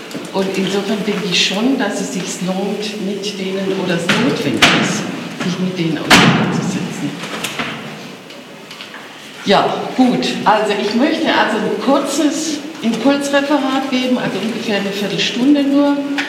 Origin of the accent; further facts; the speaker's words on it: Berlin, Germany; ich komme aus Berlin.